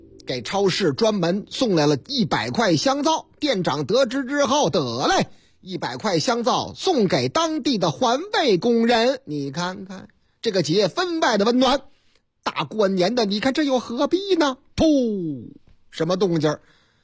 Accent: Henan, China; 在我老家河南那个地方

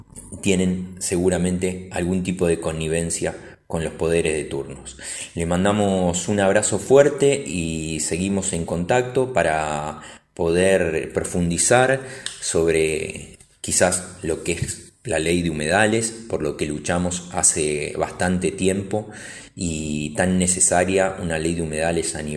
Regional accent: Rosario, Santa Fe, Argentina; los que somos rosarinos

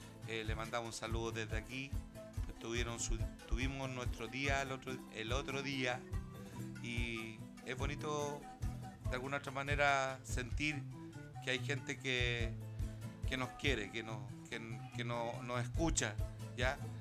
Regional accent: Santiago Metropolitan, Chile; mi ex población, donde yo nací y me crié y jugué, que es la población Pedro Aguirre Cerda.

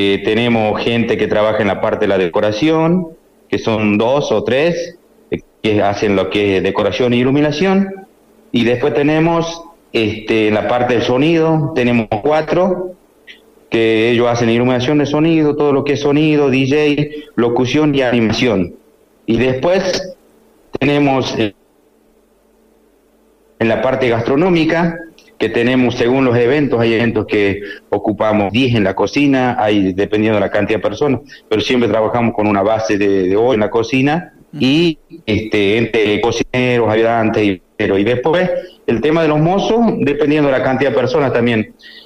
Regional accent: Cachi, Salta, Argentina; now in Salta, Argentina; Yo soy de Cachi y siempre es un placer, por más que estoy en Salta, tengo mis raíces ahí, tengo toda la familia ahí

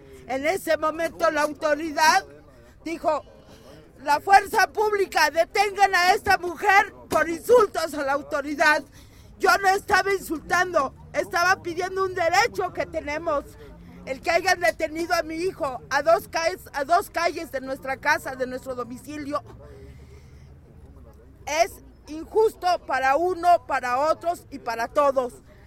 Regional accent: Mexico City, Mexico; me hacía más orgullosa todavía ser del Distrito Federal

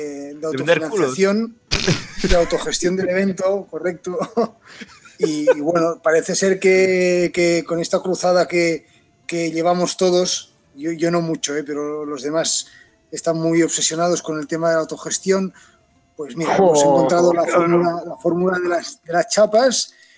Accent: Catalonia, Spain; o sea, que somos catalanes, ¿sabes?

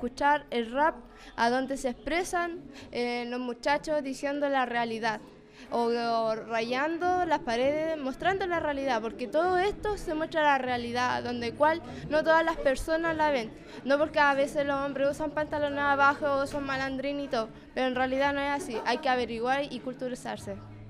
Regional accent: Chillán, Ñuble, Chile; Yo vengo de Chillán

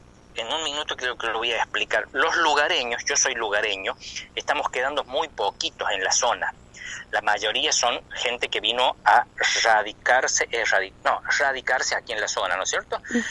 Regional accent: Córdoba, Argentina; accent: chuncano; los lugareños, ya no queremos hablar chuncano, ya parece que nos da vergüenza hablar, tener nuestra tonada, defender nuestra tonada.

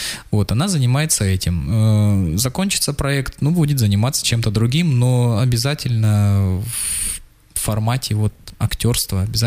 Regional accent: Khakassia, Russia; Но я сам из Хакасии. Нигде такого разнотравия нет, как в хакасских степях

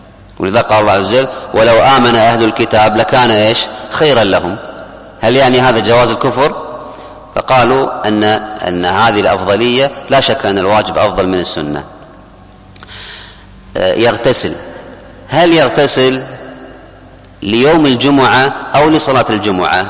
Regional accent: Kuwait; حتى عندنا في الكويت في قبل 30-40 سنة اللي أذكر

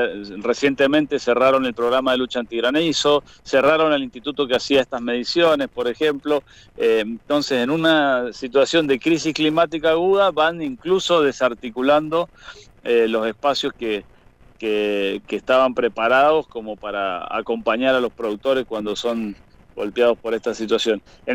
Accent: Lavalle, Mendoza, Argentina; Yo soy del departamento de Lavalle.

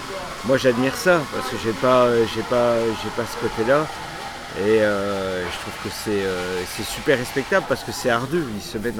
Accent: Bastia, Corsica, France; born there; Je suis né en Corse.

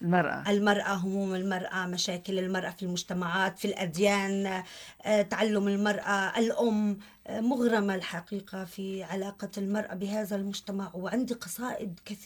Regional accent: Safita, Tartus Governorate, Syria; بصافيتا مدينتي

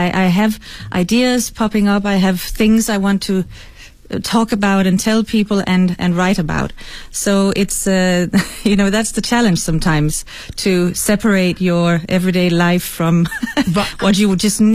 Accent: Denmark; first language Danish; English is a second language; because I'm not an English native speaker, as you can probably hear, I also I wanted to try and write something in Danish, my mother tongue

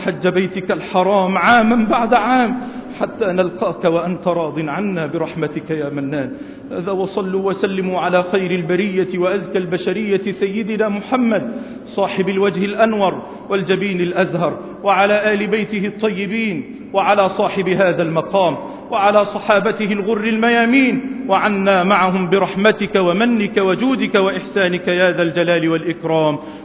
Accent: Egypt; إننا نحب بلدنا مصر

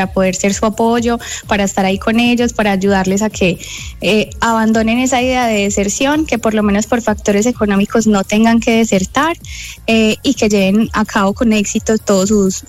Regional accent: Colombia; now in United States; todos somos corazones totalmente colombianos

